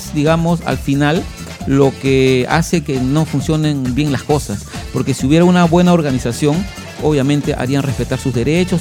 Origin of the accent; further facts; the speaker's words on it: Ventanilla, Callao, Peru; yo soy de Ventanilla y nunca he escuchado esto